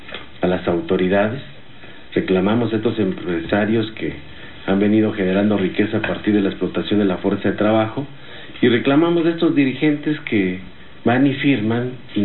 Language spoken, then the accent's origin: Spanish; Mexico; las garantías para que tengamos las necesidades básicas como mexicanos.